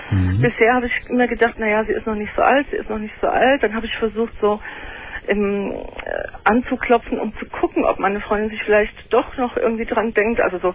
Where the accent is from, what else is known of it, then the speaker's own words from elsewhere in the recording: Italy; Wir sind Italiener, ne?